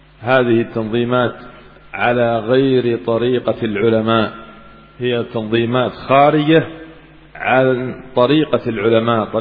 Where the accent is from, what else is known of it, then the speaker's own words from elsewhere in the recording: Yemen; كما حصل عندنا في اليمن مثلا